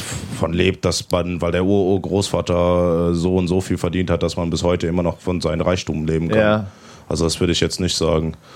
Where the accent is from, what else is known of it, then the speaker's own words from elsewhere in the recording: South Africa; Ich bin halt in Südafrika aufgewachsen und da hat man halt nicht so wie in Namibia so eine deutsche Gemeinschaft. Mhm. Also bei uns in Südafrika ist halt, also in meiner Gegend ist eigentlich hauptsächlich die Engländer und die Buren.